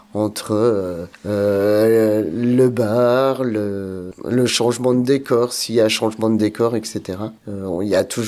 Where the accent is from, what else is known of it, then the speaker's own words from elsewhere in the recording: France; je suis originaire de Saint-Étienne-lès-Mirmont, plus précisément de la Suche, petit havre de paix entre Saint-Étienne et Éloi. En quelques mots, je suis originaire de milieu agricole.